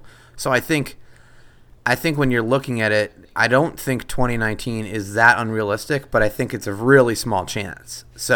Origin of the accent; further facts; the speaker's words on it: San Diego, California, United States; I hate to break it to you, but I grew up in San Diego